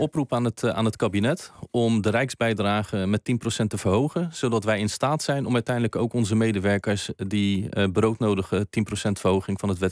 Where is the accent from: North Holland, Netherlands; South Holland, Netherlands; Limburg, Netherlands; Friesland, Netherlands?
South Holland, Netherlands; Westland; Ik kom zelf uit het Westland, dus het kan ook een glastuinbouwbedrijf zijn.